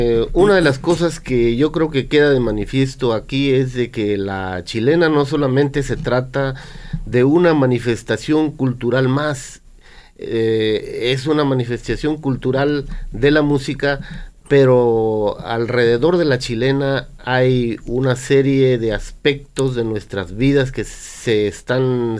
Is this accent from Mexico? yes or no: yes; Jamiltepec, Oaxaca, Mexico; renovando nuestra tradición musical que nos caracteriza como costeños, como habitantes de este distrito de Jamiltepec.